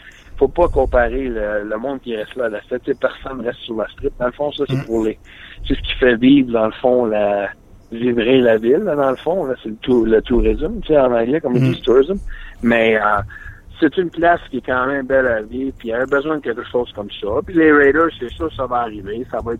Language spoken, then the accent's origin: French; Quebec, Canada; moi, en tant que Québécois, je vais être bien franc avec toi